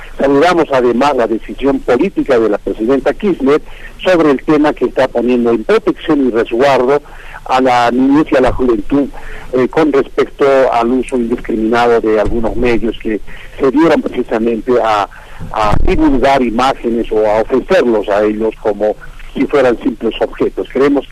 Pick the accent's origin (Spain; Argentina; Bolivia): Bolivia; nosotros como bolivianos acá a nivel del Estado y de la comunidad en su conjunto